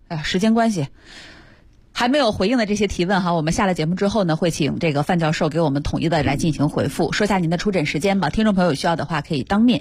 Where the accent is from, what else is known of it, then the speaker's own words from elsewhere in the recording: Harbin, Heilongjiang, China; 反正在我们哈尔滨那边的时候，不管冬天你是不是隆了这个鼻子哈，